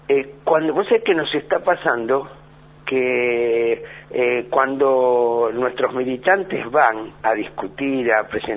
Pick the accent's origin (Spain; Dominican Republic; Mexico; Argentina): Argentina; Lanús, Buenos Aires Province; Producto de un sueño que vos estabas en el barrio, yo soy de Lanús, en el barrio la seguridad eran los vecinos.